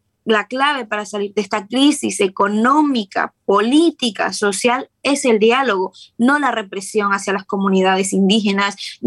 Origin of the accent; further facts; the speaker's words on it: Ecuador; como ecuatoriana, como persona preocupada por su comunidad, por su país, que la vio nacer